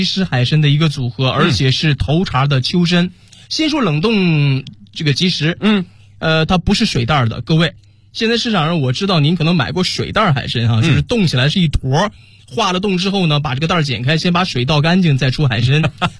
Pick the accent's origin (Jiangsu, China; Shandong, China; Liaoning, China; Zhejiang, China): Liaoning, China; Dalian; 今天是我的家乡辽宁大连的辽刺参给你带到，